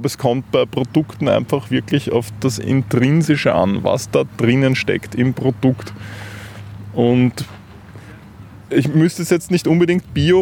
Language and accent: German; Vienna, Austria; Aber ich bin in Wien aufgewachsen und habe eigentlich da nicht so viel Bezug. Ich kann auch die Sprache leider nicht.